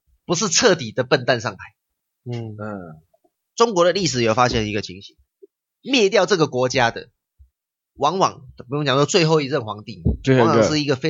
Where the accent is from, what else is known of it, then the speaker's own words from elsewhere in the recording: Taiwan; 我觉得我们中国人，我们台湾人，我们香港人非常值得叫什么 民主。